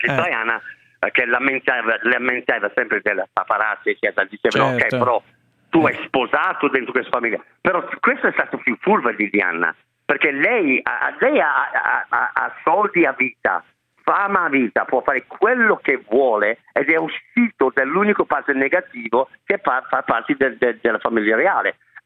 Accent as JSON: {"language": "Italian", "region": "England", "country": "United Kingdom", "second_language": "Italian", "said": "Anch'io sono inglese che vado su e giù."}